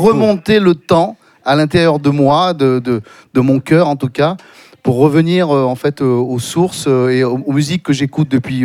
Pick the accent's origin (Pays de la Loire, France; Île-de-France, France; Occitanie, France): Occitanie, France; Toulouse; moi, j'habite le sud-ouest, hein, je suis originaire de Toulouse.